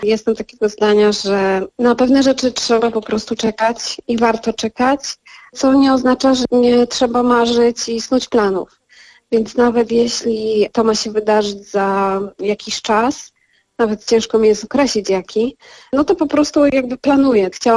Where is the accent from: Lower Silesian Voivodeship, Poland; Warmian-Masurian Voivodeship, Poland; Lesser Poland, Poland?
Lesser Poland, Poland; Zakopane; ja wychowałam się i urodziłam się w Zakopanem i od małego pamiętam, jak rodzice wyciągali mnie i mojego brata w góry